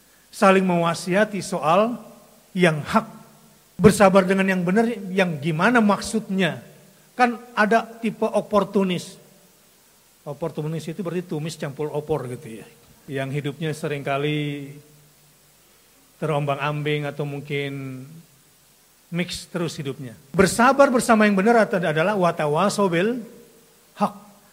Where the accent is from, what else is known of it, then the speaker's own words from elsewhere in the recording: South Sulawesi, Indonesia; ayah saya seorang pelaut, nenek moyangku, seorang pelaut. Karena saya aslinya orang Solo, Sulawesi maksudnya, dari selatan.